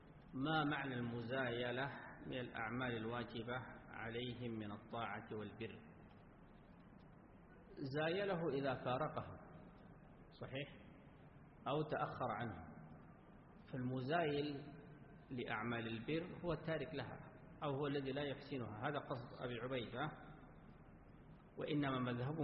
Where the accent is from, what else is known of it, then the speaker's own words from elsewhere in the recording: Sudan; عندنا في السودان،